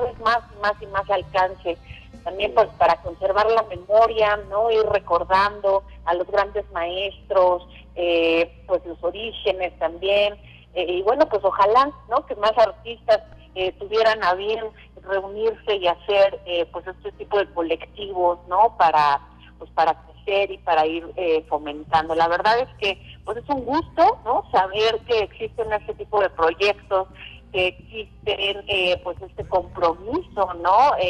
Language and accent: Spanish; Mexico; muchas veces nos identifican como mexicanos